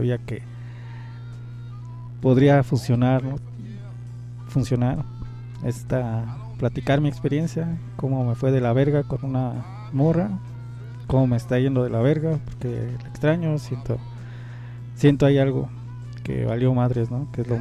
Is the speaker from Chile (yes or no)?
no; Iztapalapa, Mexico City, Mexico; que vengo de Iztapalapa